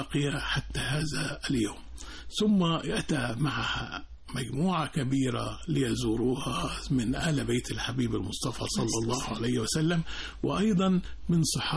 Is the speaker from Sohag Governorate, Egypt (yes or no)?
yes; Akhmim, Sohag Governorate, Egypt; لي الشرف الانتماء لهذه الأرض الطيبة من مدينة ومركز أخميم محافظة السوهاج في صعيد مصر